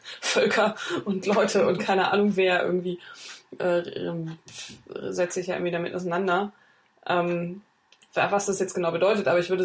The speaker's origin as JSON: {"language": "German", "region": "East Germany", "country": "Germany", "tie": "born or raised there", "said": "ich bin ja im Osten groß geworden, also zumindest in Teilen, da war das noch ein bisschen anders"}